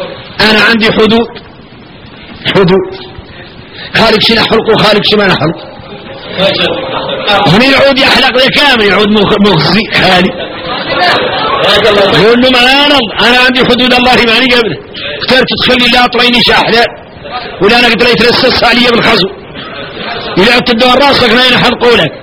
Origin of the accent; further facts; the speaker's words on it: Mauritania; احنا احنا موريتاني كاملين